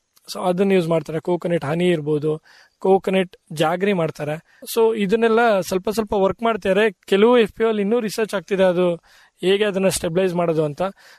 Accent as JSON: {"language": "Kannada", "town": "Kargunda", "region": "Karnataka", "country": "India", "tie": "born or raised there", "said": "So ನಮ್ಮೂರಲ್ಲೇ ಒಂದ್ ಏನೋ ಮಾಡ್ಬೇಕು ನನ್ಗೆ ಅಂತ ಒಂದು ಆಸೆ ಇತ್ತಲ್ಲ."}